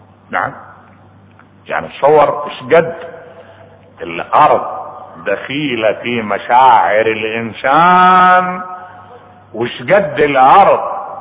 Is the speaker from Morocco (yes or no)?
no; Iraq; واحد انقتل ببا خمرة عندنا بالعراق